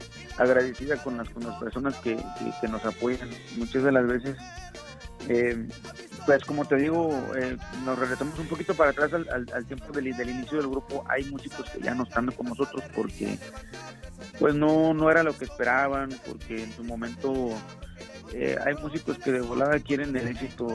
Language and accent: Spanish; San Luis Potosí, Mexico; yo soy de San Luis Potosí, orgulloso de que lleve el nombre de mi pueblo